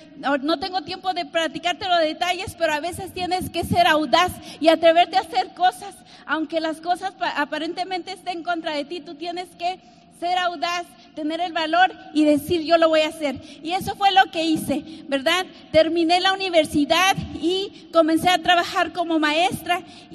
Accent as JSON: {"language": "Spanish", "country": "Mexico", "tie": "born there", "said": "yo nací en México en una familia de nueve hermanos, imagínate, muy numerosa."}